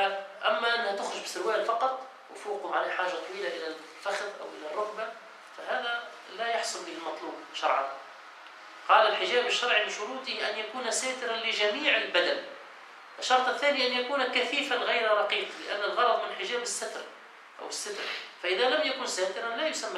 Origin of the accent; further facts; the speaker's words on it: Tunisia; ونحن أيضا في بلادنا تونس إلى زمن قليل